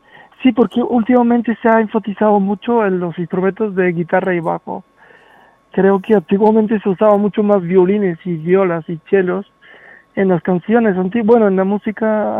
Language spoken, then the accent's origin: Spanish; Sofia, Sofia City, Bulgaria; Spanish is a second language; Yo soy de Bulgaria, de Sofía.